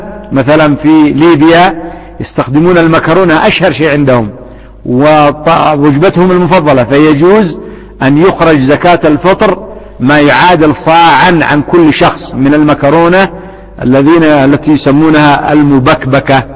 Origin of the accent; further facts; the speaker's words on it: Yemen; لكن ما كان النظام عندنا في اليمن بالنسبة علماني بحت في بعض الأنظمة